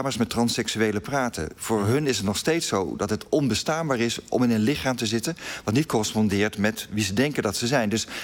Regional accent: Netherlands; We denken heel vaak, wij zijn liberaal, wij zijn modern, wij zijn Nederlanders en we zijn altijd verlicht geweest.

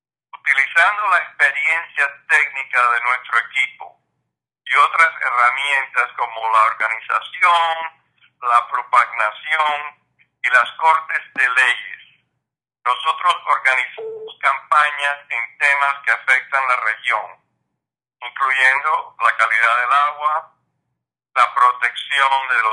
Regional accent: Cuba; now in New Orleans, United States; soy un nativo de Cuba y vivo en Nueva Orleans hace 50 años.

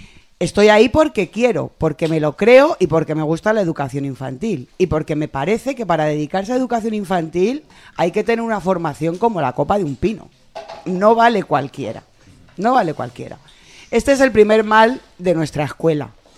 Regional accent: Móstoles, Community of Madrid, Spain; y también soy de Móstoles.

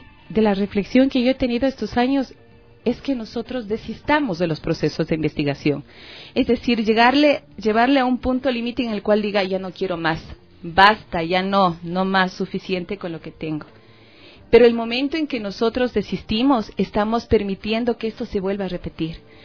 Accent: Ecuador; nosotros como ecuatorianas y ecuatorianas

